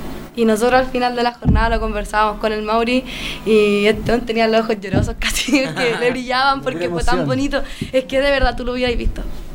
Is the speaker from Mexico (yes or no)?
no; Linares, Maule, Chile; also born or lived in Santiago; yo viví en Santiago un tiempo, 2 años. Pero yo soy de acá. Yo nací aquí. Yo nací en Linares.